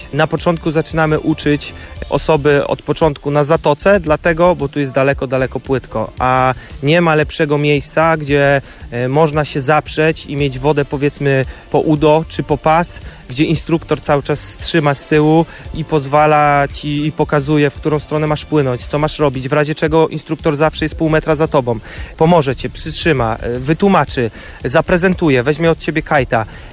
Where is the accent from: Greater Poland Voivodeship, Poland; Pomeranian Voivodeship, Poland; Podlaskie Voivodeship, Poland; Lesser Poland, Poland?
Pomeranian Voivodeship, Poland; Jastarnia; Ja jestem stąd, jestem zahartowany